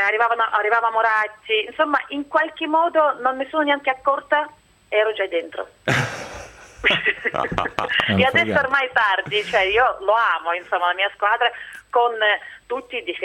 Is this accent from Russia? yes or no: yes; Russia; sono più, che ne so, russa napoletana, cioè nel senso come parlo e come difendo le cose